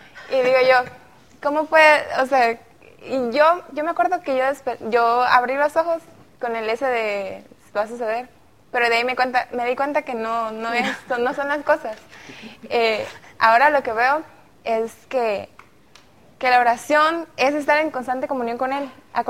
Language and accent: Spanish; Minatitlán, Veracruz, Mexico; soy de Minatitlán, Veracruz, estudio psicología clínica y tengo 19 años.